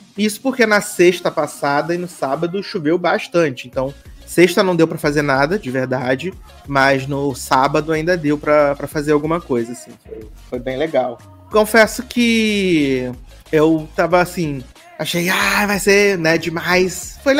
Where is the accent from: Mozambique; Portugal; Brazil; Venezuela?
Brazil; Você, de onde você é? Eu sou do Brasil.